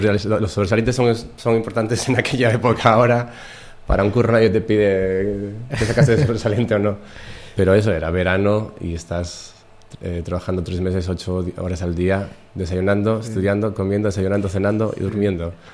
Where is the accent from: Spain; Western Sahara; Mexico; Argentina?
Spain; Gijón, Asturias; born there; En Gijón.